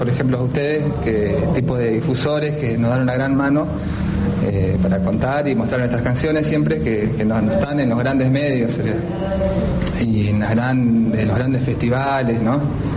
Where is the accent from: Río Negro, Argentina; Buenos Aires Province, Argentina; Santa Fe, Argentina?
Santa Fe, Argentina; Villa Minetti; soy de Villa Minetti, el noroeste de la provincia de Santa Fe.